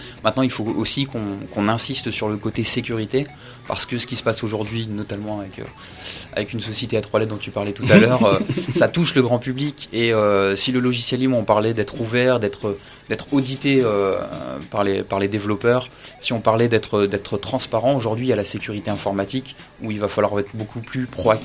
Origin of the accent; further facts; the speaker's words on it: Maubeuge, Hauts-de-France, France; Je viens de Maubeuge.